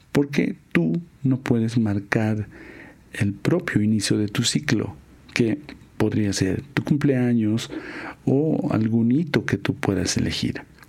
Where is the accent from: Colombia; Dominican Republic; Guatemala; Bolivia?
Bolivia; En los Andes, de donde yo vengo, en Latinoamérica, en Bolivia concretamente, nuestro ciclo de renovación es el 21 de junio.